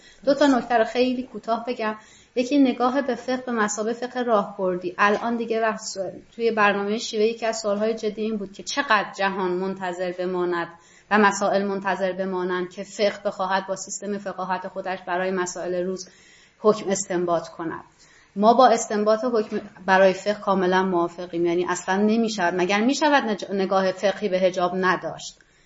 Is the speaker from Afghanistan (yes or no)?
no; Iran; born there; من در جمهوری اسلامی به دنیا اومدم